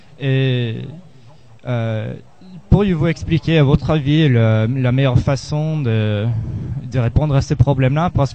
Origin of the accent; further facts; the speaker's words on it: United States; French is a second language; Alors, moi, je viens des États-Unis et je crois que là-bas, on a le même problème avec le racisme